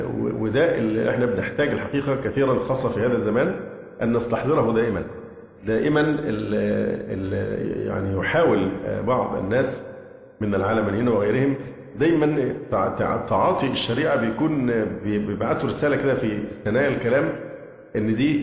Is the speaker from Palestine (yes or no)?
no; Upper Egypt, Egypt; وما يحدث عندنا في الصعيد